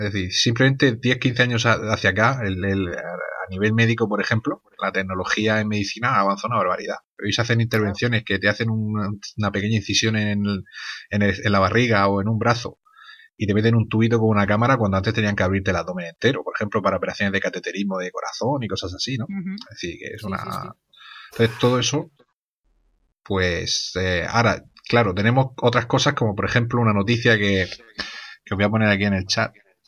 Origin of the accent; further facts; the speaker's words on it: Murcia, Region of Murcia, Spain; Yo estudié en la Universidad de Murcia, lógicamente, pues soy de Murcia